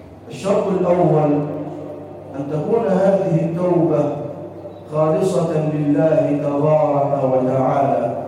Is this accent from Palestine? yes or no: no; Egypt; واجعل بلدنا مصر راحة للأمن والأمان والسلم والسلام